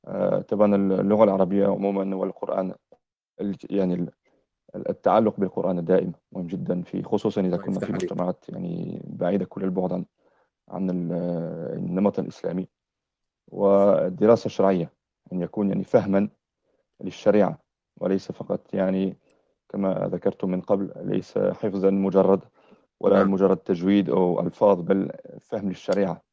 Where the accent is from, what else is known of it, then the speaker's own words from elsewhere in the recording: France; now in United Kingdom; أنا فرنسي الأصل، أسلمت قبل أكثر من 20 سنة في فرنسا، ثم عشت بعض السنوات في بعض بلاد المسلمين، ثم عشت أكثر من 10 سنين في بريطانيا.